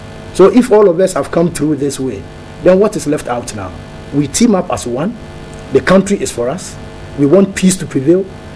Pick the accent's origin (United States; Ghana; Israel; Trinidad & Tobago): Ghana; Ekropo; Trust me, I'm a teacher from Ekropo, and we call ourselves Edikamfo.